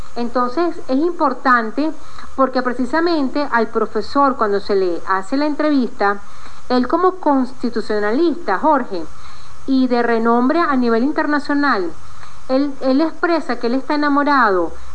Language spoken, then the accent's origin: Spanish; Venezuela; Entonces, yo soy esa mujer venezolana